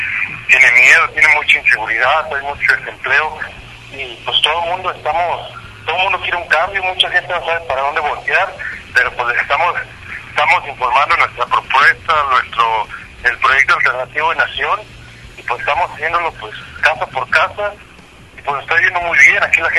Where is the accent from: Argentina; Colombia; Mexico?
Mexico; Ciudad Madero, Tamaulipas; Yo soy de Ciudad Madero, Tamaulipas, y de aquí de mi ciudad salimos 5 camiones totalmente llenos